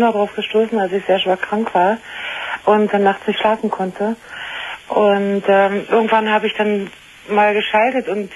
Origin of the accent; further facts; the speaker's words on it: East Germany, Germany; moved away as an adult; now in Bavaria, Germany; Das heißt, also ich bin aus der ehemaligen ICDR nach Bayern gezogen.